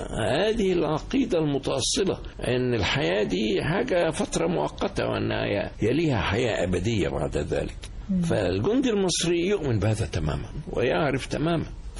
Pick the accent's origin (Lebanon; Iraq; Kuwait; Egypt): Egypt; تستغرب إذا قلت إحنا كمصريين بنهتف لها أيضا